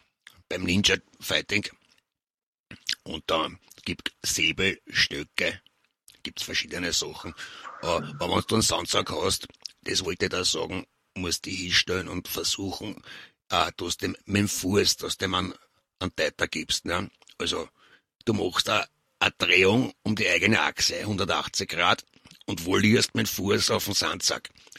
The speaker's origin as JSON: {"language": "German", "region": "Lower Austria", "country": "Austria", "lives_now": "Vienna, Austria", "said": "Ich komme aus Niederösterreich, bin aber in Wien jetzt."}